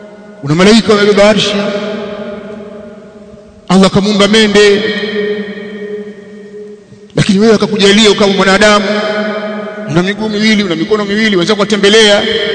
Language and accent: Swahili; Tanzania